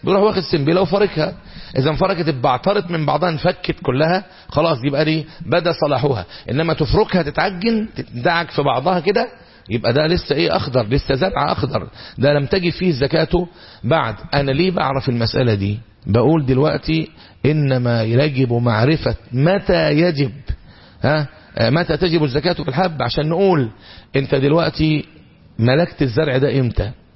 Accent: Egypt; بنسميه احنا عندنا في الريف المصري ايه؟ لباني

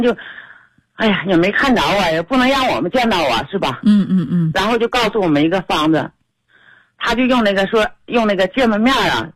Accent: Heilongjiang, China; now in Tianjin, China; 我是黑龙江的，现在在天津。

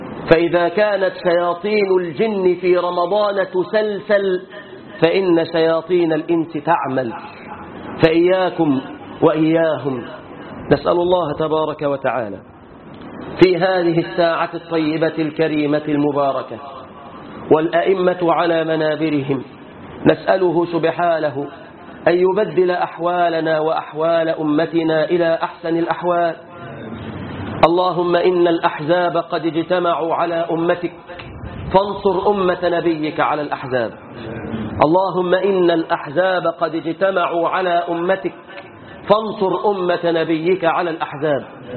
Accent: Egypt; واحفظ بلادنا مصر من كل فتنة وسوء وكرب وهم يا رب العالمين

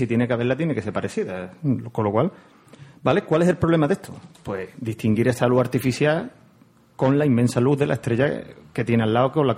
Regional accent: Huelva, Andalusia, Spain; yo soy de Huerva y esta gente se mete conmigo. Que no es huervano, es onubense

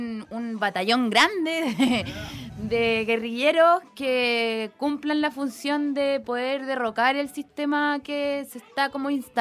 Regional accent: Valparaíso, Chile; podemos lograrlo como comunidad porteña. Y si ya somos los porteños y damos un ejemplo, podemos darle el ejemplo a Quilpué, a Villa Alemana, a Limache

